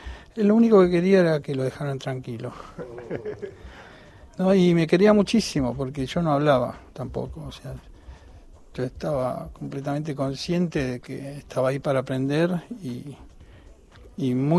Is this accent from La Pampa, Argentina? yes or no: no; Buenos Aires, Argentina; Nací en el Sanatorio Tamendi, en Barrio Norte, y después viví toda mi infancia en Villa Devoto.